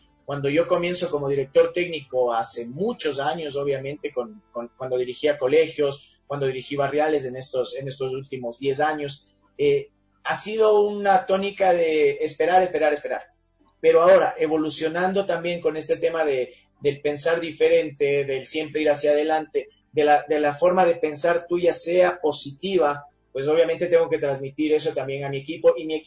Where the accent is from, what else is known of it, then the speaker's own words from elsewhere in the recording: Ecuador; si es que uno, como ecuatoriano, dice, y bueno, che, ya se agrandó este